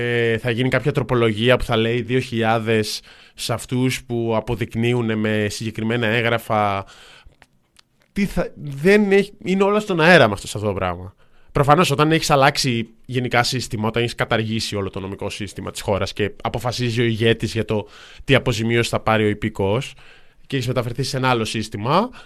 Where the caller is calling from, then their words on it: Athens, Attica, Greece; από Πατήσια